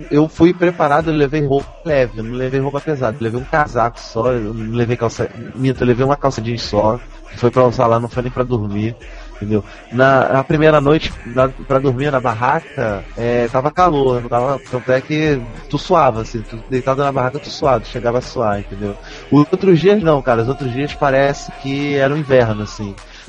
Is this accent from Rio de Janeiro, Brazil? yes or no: yes; Rio de Janeiro, Brazil; Ah, então, pra quem não sabe, eu sou do Rio, né? Eu fui de ônibus e tentei uma 6 horas de viagem, mais ou menos.